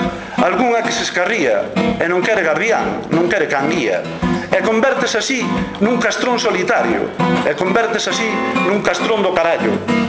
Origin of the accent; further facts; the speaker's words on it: Galicia, Spain; first language Galician; Falo de castelán ao José, porque eu co José falo castelán. Con todo o día falo galego, pero como fala castelán, sabes? Escápome. E jódeme mogollón, porque eu son galego parlante.